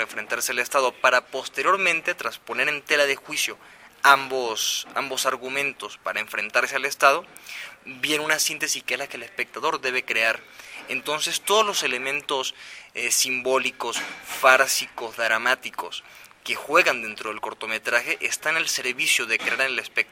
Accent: Venezuela; nacen muy al calor del país de donde yo soy, de Venezuela

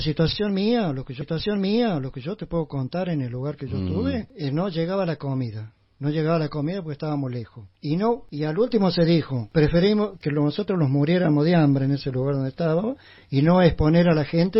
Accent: Chilín, Córdoba, Argentina; Yo no soy nativo de acá de Capilla del Monte, yo soy nativo de acá de Chilín.

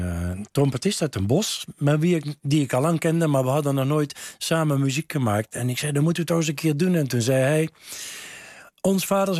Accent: Nuenen, North Brabant, Netherlands; first language Brabantian dialect; Omdat dat mijn oertaal is. Omdat ik bij ons thuis in Nuenen werd er Brabants gepraat, Nuenens gepraat. En pas op school kwam het Nederlands.

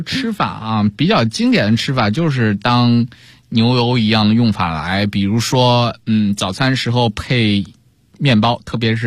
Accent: Beijing, China; 有点像你说我们北京人喜欢吃甜，喜欢吃酱油啊

